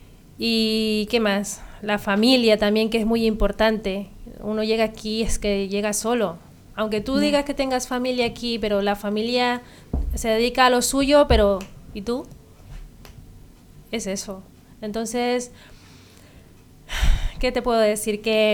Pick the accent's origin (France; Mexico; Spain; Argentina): Spain; Martos, Andalusia; now in Ibiza, Spain; me vine yo de Martos a Ibiza, porque no, en principio a mí no me gustaba ese pueblo, ni la gente, ni nada, pero cuando ya vine a Ibiza